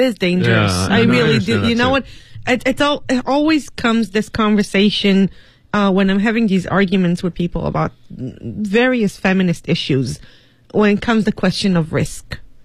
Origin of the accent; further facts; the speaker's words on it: Israel; Katie coming from the States and I'm coming from Israel